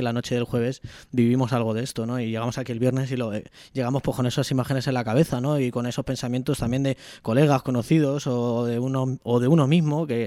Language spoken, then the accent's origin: Spanish; Madrid, Community of Madrid, Spain; Y como ciudadano, como madrileño, me va jodiendo, ¿no?